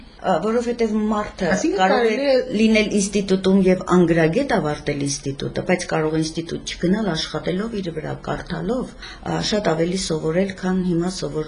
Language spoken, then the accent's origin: Armenian; Gyumri, Shirak, Armenia; Միշտ Գյումրիում եմ եղել, ծնվել եմ Գյումրիում, ապրել եմ եւ ապրում եմ Գյումրիում։